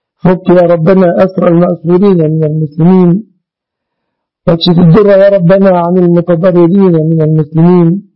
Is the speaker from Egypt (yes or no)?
yes; Egypt; اللهم احفظ بلادنا مصر آمنة مطمئنة وسائر بلاد المسلمين يا رب العالمين